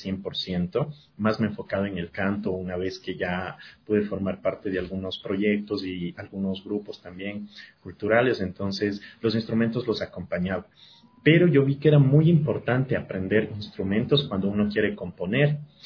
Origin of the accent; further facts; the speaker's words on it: Quito, Pichincha, Ecuador; born there; yo nací en Quito, pero desde que era bien chiquito, vivo aquí.